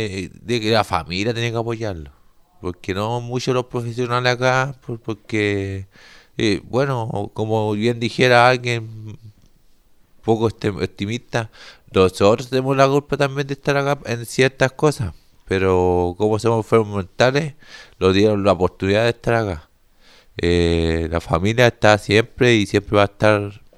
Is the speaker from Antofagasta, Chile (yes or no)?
yes; Antofagasta, Chile; Por ejemplo, yo que soy de Antofagasta